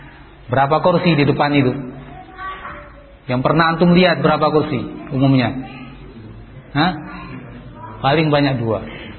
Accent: Java, Indonesia; Ini karena saya orang Jawa jadi bahasanya bahasa Jawa

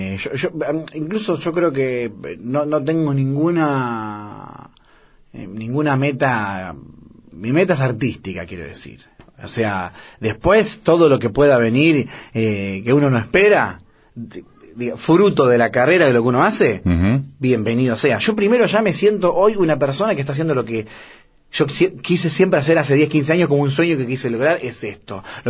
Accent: Argentina; yo soy un músico argentino que ama la música

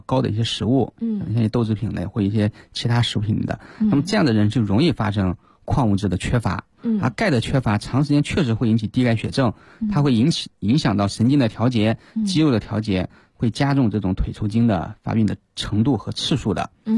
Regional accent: China

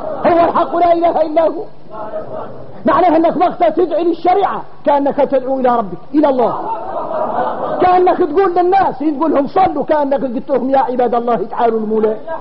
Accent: Mauritania; تعرفوا اللي يقولوا احنا موريتاني يقولوا صالح من الصالح

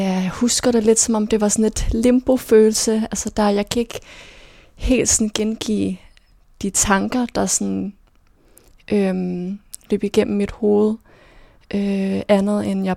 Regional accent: Herfølge, Zealand, Denmark; now in Copenhagen, Denmark; jeg er vokset op i Herfølge, en lille by sådan uden for Køge.

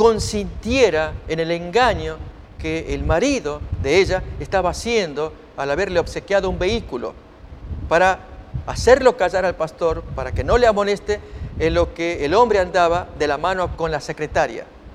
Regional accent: Argentina; Esto le ocurrió a mi hermano años atrás. Trabajaba allí en mi país, Argentina, en un servicio de café

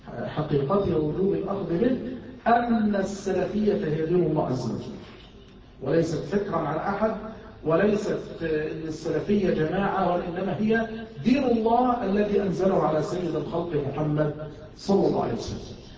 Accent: Mansoura, Dakahlia, Egypt; يعني عندنا في المنصورة

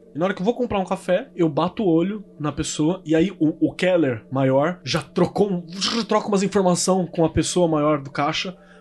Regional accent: Minas Gerais, Brazil; que eu já sou mineiro nos podcasts

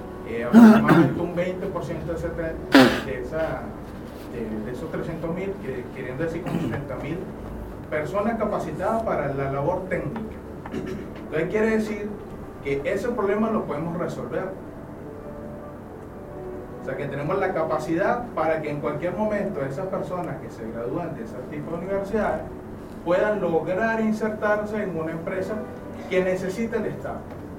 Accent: Venezuela; Primero, bueno, soy venezolano.

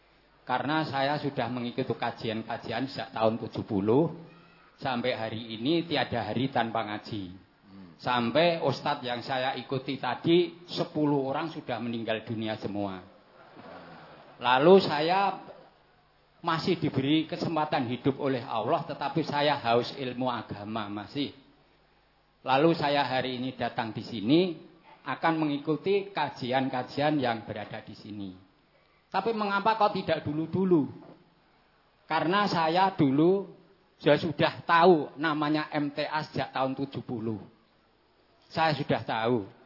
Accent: Gunung Kidul, Special Region of Yogyakarta, Indonesia; karena saya dari Gunung Kidul, Cedak Watu, atau Ratu

